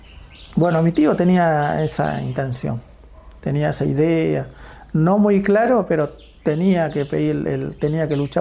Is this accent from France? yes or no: no; Paraje El Colchón, Chaco, Argentina; Nosotros nacimos y crecimos en el pueblo, pues yo era chico todavía. Bueno, y crecí en Paraje El Colchón.